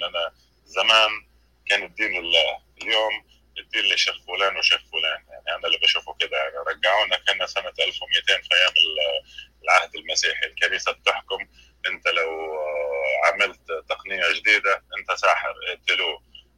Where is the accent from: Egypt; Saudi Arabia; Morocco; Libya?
Libya; انا طبعا مش من مصر، انا من ليبيا.